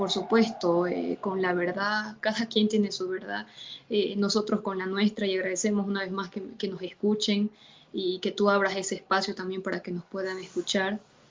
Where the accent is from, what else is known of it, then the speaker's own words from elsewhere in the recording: Bolivia; no vamos a negociar esa lucha como familia ni como pueblo boliviano que hemos dado ante nada